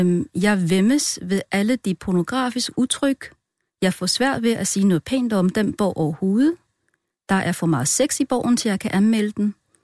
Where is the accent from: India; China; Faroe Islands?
China; Danish is a second language; jeg er jo kineser.